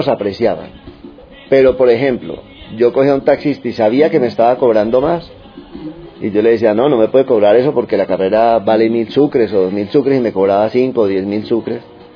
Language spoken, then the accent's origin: Spanish; Medellín, Antioquia, Colombia; also born or lived in Cali; yo nací en Cali, pero me crié en Medellín, por eso mis costumbres y mi cultura más es paisa que de Cali.